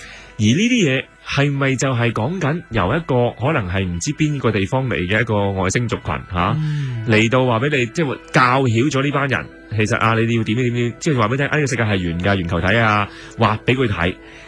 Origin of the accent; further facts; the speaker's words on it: China; 其实我哋中国人以前都系武权噶，系武系社会嚟嘅